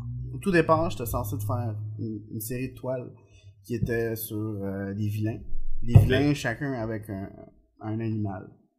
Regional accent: Venezuela; moved away; quand j'habitais au Venezuela, je suis né au Venezuela

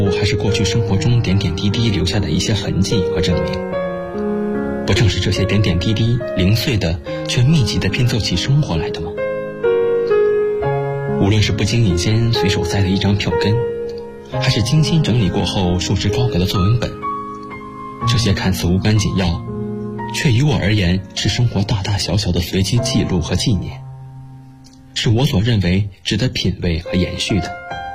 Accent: Shanghai, China; now in Nanjing, China; 来自上海，我在南京大学，距离我的家乡300公里

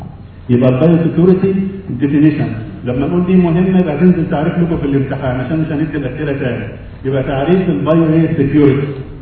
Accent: Egypt; احنا شعب مصري ممكن يعمل اي حاجه موجوده

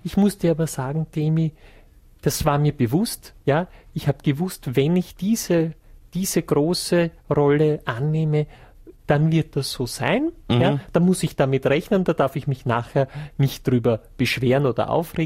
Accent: England, United Kingdom; German is a second language; ist sozusagen Rauschgift bei uns in England

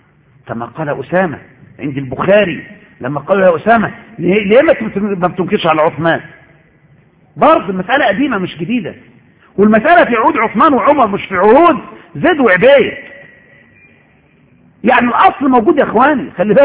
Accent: Egypt; يا شيخ إن عندنا في مصر زمان كان الناس لا يعرفون وجوب صلاة

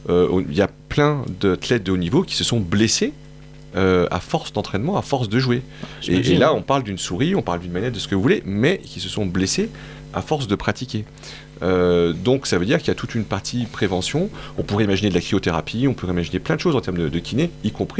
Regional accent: Montpellier, Occitanie, France; je suis montpelliérain

